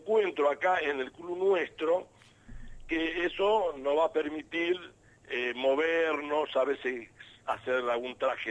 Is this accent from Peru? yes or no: no; Buenos Aires, Argentina; Yo soy acá de Buenos Aires.